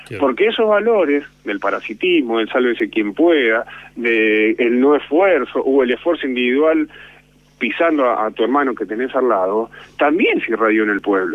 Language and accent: Spanish; Moreno, Buenos Aires Province, Argentina; Yo soy de Trujillo, Luca, un barrio de Moreno, de mucha historia, epicentro de los saqueos del 89, del 2001, y yo me crié en la calle en ese barrio, a mí me criaron los vecinos.